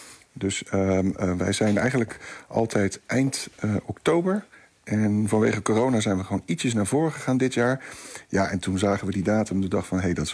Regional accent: Rotterdam, South Holland, Netherlands; als Rotterdammer zijnde... dit is de eerste keer dat er een natuurfilm gemaakt is... over een gebied in Rotterdam.

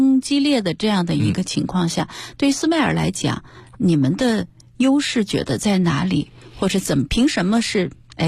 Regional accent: China; 在过去的时候我们中国人是不太在意的。

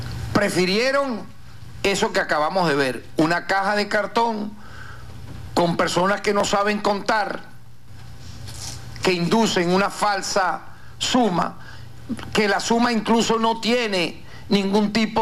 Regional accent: Venezuela; En tal sentido, nosotros como venezolanos, de cualquier, yo diría, tendencia política, ideológica, tenemos que recordar

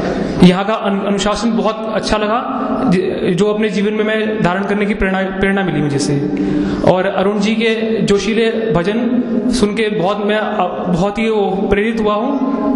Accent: Delhi, India; और मैं दिल्ली से आया हूँ।

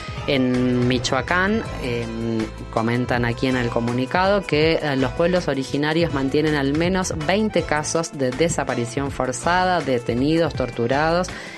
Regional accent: Argentina; porque me conmueve especialmente a mí porque soy argentina

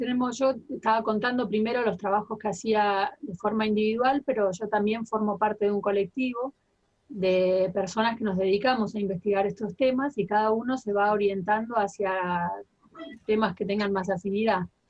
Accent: Bariloche, Río Negro, Argentina; soy de Bariloche, soy profesora de historia

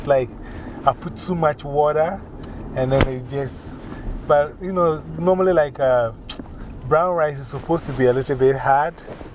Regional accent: Ghana

